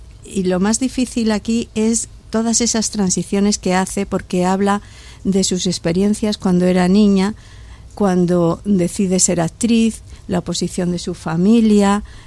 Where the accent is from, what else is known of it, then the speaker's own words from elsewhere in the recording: Granada, Andalusia, Spain; accent: Andalusian; como yo soy de Granada, claro, hablo andaluz en la obra